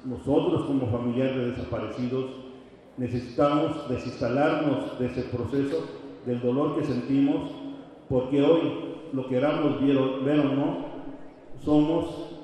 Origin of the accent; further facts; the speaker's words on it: Mexico; nosotros como seres humanos, como mexicanos, no podíamos fallarnos.